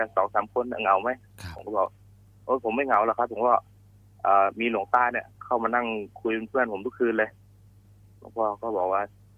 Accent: Trat, Thailand; ตอนที่อยู่จังหวัดตราดเนี่ยครอบครัวผมค่อนข้างจะยากจนนะครับก็เลยบวชเรียนครับไปบวชเรียนที่วัดในจังหวัดตราด

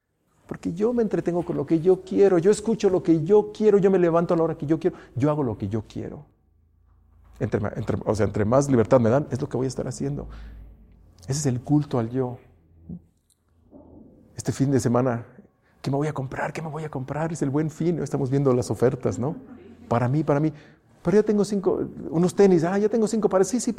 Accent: Mexico; Esos somos los mexicanos.

